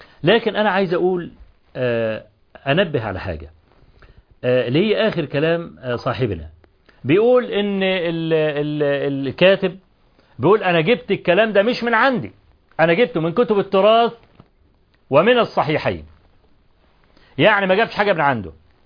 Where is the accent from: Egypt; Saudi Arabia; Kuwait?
Egypt; طبعا احنا كمصريين